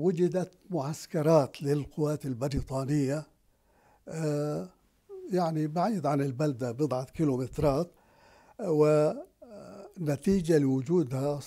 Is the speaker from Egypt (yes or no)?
no; Palestine; طبعا كان في دكاكين، كان في الطريق الرئيسي هو الطريق المعبد الآتي من جنوب فلسطين ومتجه إلى الشمال، يمر بطرف القرية